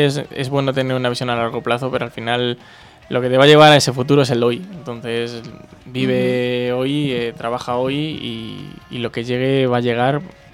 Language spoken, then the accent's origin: Spanish; Toledo, Castilla-La Mancha, Spain; vivimos en la misma zona. No tiene que venir nadie de Madrid a ensayar, no tiene que venir nadie de Ciudad Real. O sea, todos somos de Toledo Capital o de algún pueblo muy cercano que está a 15 minutos.